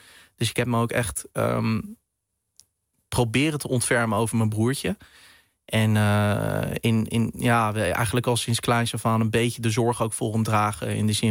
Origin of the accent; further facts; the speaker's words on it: Netherlands; born there; Ik ben in Nederland geboren, ja.